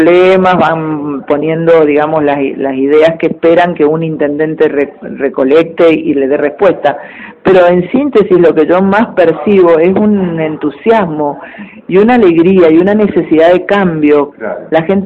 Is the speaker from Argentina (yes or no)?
yes; Argentina; yo soy esa persona de los años 70. Entonces, yo, como muchos argentinos